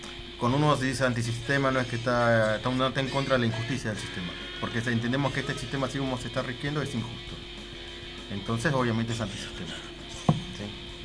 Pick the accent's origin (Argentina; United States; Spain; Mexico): Argentina; Valentín Alsina, Buenos Aires Province; Y yo soy de Valentine Alsina.